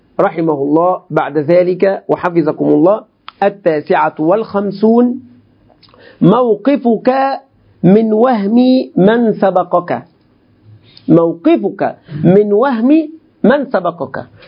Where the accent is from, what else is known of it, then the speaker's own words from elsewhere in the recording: Egypt; الخوارج عندنا في مصر، الخوارج عندنا في مصر يقولون هذا منذ قديم